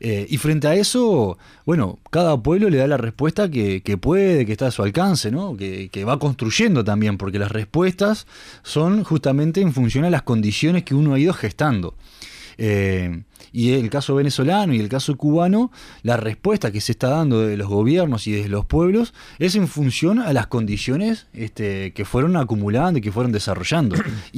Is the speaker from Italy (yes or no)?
no; Uruguay; como uruguayos tenemos que estar muy atentos sobre esto